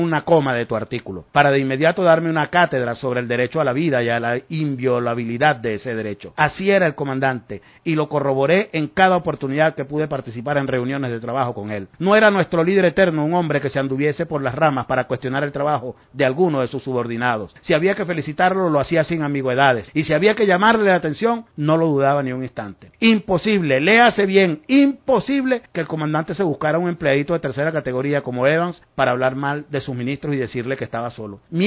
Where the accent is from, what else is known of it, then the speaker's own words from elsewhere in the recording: Venezuela; Estoy haciendo una declaración muy seria y muy responsable que estoy haciendo como venezolano